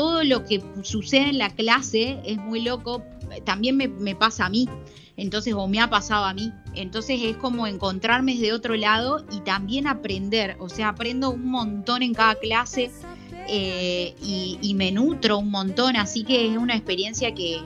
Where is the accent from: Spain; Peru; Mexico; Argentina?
Argentina; General Pico, La Pampa; porque yo soy de La Pampa, de General Pico, y me recorría todo Pico en la bici para llegar a su casa.